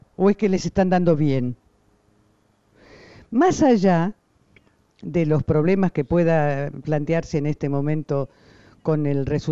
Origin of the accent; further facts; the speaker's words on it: Argentina; now in Uruguay; la Argentina era mi tierra, pero el Uruguay era mi cielo.